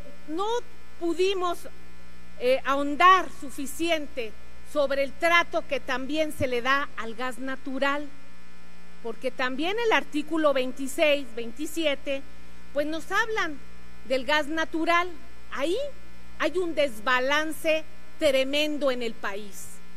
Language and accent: Spanish; Coatzacoalcos, Veracruz, Mexico; Vengo orgullosamente del barrio de María de la Piedad de Coatzacoalcos, Veracruz, y ahí sabemos lo que estamos sufriendo.